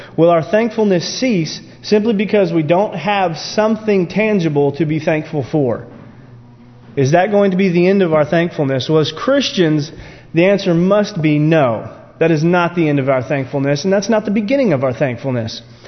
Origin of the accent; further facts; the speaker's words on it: United States; born there; thankful, you know, that I was born in America